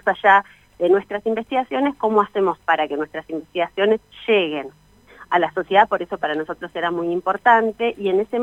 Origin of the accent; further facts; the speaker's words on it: Bariloche, Río Negro, Argentina; acá yo soy de Bariloche